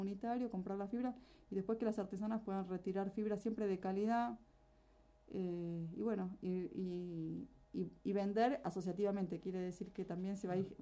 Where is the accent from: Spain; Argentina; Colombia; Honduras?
Argentina; Golondrinas, Chubut; Yo soy de Golondrinas, ella es de Bariloche.